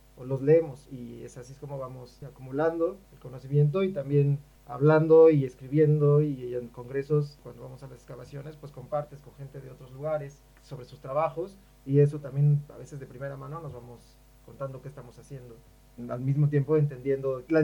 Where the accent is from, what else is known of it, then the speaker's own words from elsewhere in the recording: Mexico; yo soy antropólogo físico de México, de la Escuela Nacional de Antropología e Historia.